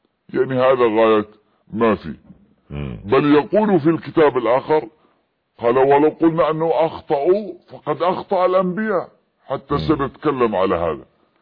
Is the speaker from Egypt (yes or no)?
no; Yemen; في اليمن لأننا معايشون لهم